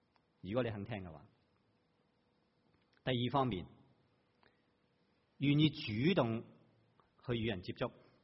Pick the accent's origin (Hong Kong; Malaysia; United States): Hong Kong; now in Taiwan; 即我自己在台湾，如果有一个香港的上司，我又是香港人，应该或多或少应该方便一点。